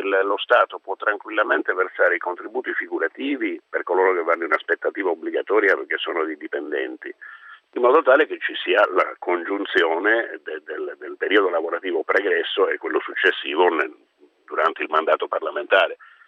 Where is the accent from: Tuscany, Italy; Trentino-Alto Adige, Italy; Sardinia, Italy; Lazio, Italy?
Sardinia, Italy; Cagliari; born there; Io sono a casa mia in Sardegna, io ho la fortuna di avere la nascita a Cagliari